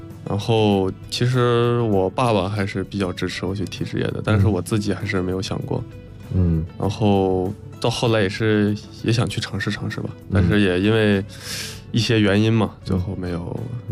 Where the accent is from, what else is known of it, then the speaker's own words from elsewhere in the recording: Inner Mongolia, China; 所以就是我在内蒙长大，也没有踢过，也没有对过这些高水平的队伍